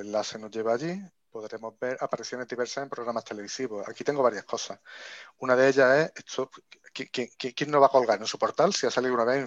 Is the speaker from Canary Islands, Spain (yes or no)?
no; Córdoba, Andalusia, Spain; yo no solo nací en Córdoba, sino que hice allí el bachillerato